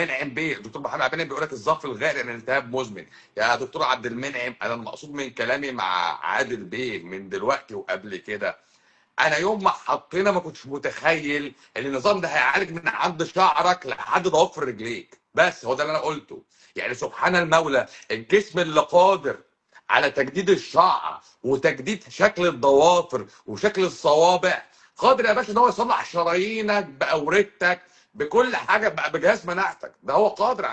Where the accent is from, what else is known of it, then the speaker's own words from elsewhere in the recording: Egypt; ان انا مصري